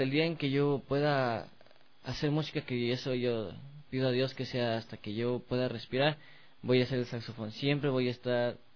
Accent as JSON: {"language": "Spanish", "town": "Quito", "region": "Pichincha", "country": "Ecuador", "tie": "born there", "said": "Yo nací en Quito el 8 de septiembre de 1999."}